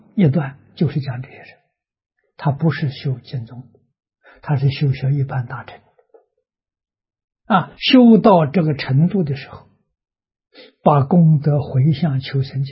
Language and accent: Chinese; China; 我们中国人一定是保持身与意像莲花一样